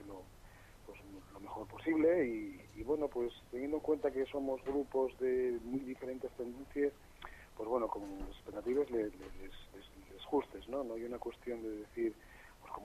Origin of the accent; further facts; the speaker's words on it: Gijón, Asturias, Spain; yo que soy de Sisión y que voy a ver conciertos de otras cosas y demás